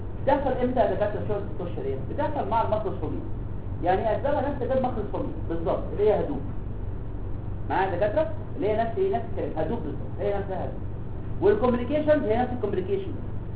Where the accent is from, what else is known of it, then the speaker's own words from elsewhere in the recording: Egypt; احنا مصريين